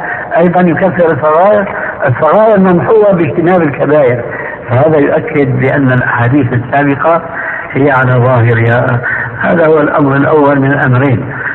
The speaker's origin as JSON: {"language": "Arabic", "country": "Syria", "said": "وكما يقول عندنا في سوريا نحط رجلينا بماء بارد"}